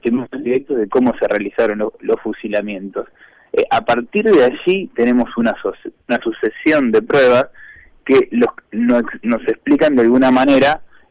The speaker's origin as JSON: {"language": "Spanish", "town": "Trelew", "region": "Chubut", "country": "Argentina", "tie": "born or raised there", "said": "porque soy oriundo de Trelew y participo activamente en este tipo de investigaciones"}